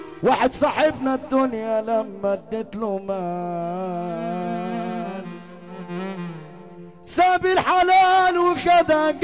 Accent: Cairo, Cairo Governorate, Egypt; اقسم برب ولادي انا من القاهرة

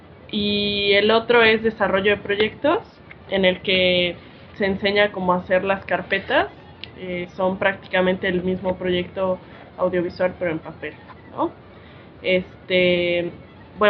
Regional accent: Puebla, Mexico; yo vengo de la ciudad de Puebla, ¿no? Siempre cuento como mi experiencia porque creo que es algo muy importante venir del centro de una ciudad

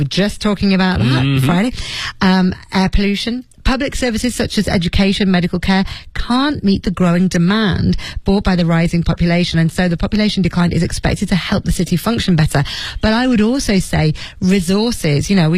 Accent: Leeds, Yorkshire and the Humber, United Kingdom; I'm from Leeds, and I remember there being quite a lot of snow in my childhood.

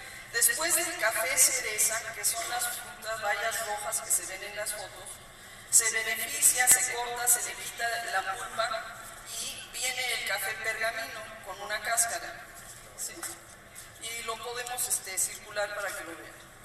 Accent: Huatusco, Veracruz, Mexico; En donde Huatusco, de donde yo vengo, el centro de Veracruz, en ese momento tenía una zona, una comunidad y población

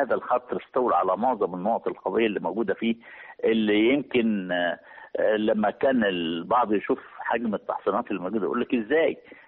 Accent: Egypt; كل معركة منهم لها نقول قصة نفتخر بها كمصريين

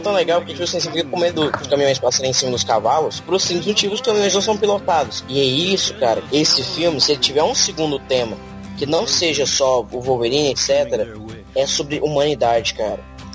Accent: Goiás, Brazil; E assim, eu sou de Goiás, né? Goiás, cavalos, as coisas assim existem.

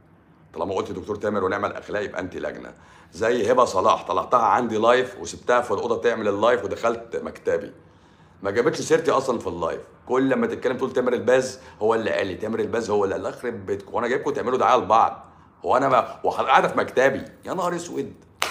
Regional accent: Morocco; وخلي بالكم انا طبيب من المغرب

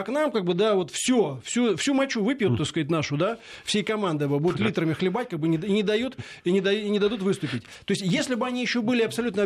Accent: Poland; Russian is a second language; я из Польши, как бы, да и вообще мы западные, мы есть западные человеки

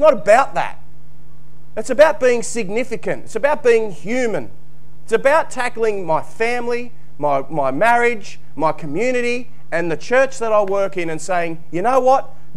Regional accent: New South Wales, Australia; I was brought up in New South Wales.

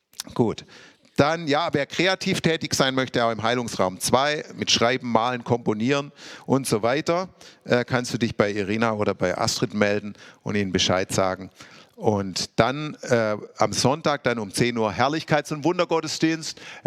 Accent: Stuttgart, Baden-Württemberg, Germany; Ich bin ja in Stuttgart aufgewachsen

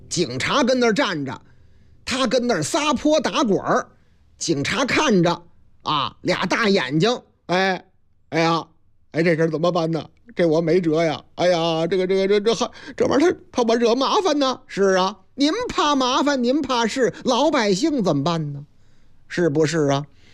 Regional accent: Shanghai, China; 不是，那是在咱们上海啊，我老家上海

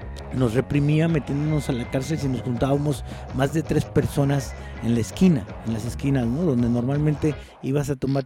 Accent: Guadalajara, Jalisco, Mexico; also born or lived in Nayarit; yo soy de aquí de Guanatos. Ajá. Yo inventé Guanatos Nayarit porque soy de Guanatos, pero viví en Nayarit.

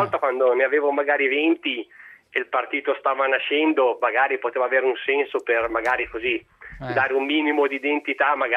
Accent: Sesto San Giovanni, Lombardy, Italy; io sono di Sesto San Giovanni, provincia, sì, di Milano.

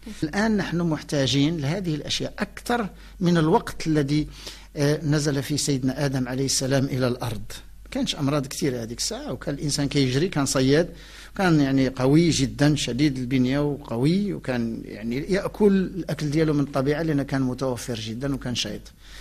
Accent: Morocco; ولكن التفاح عندنا في المغرب، النوع ديال المغرب هو ينضج في شهر 6

